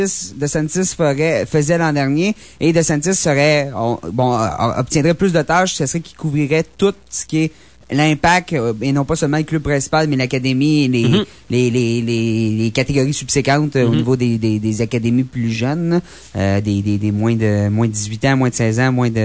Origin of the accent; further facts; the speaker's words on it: Saint-Pie, Quebec, Canada; Je suis de Saint-Pie.